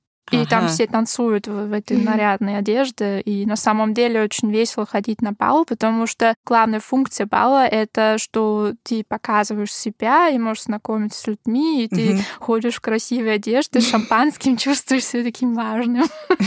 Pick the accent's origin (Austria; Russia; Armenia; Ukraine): Austria; Graz, Styria; я из Граца, ну, этот город, это второй по величине в Австрии.